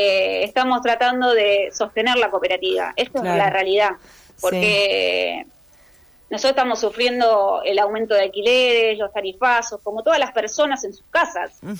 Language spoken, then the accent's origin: Spanish; Argentina; qué escenario dejaría para nosotros como argentinos, ¿no?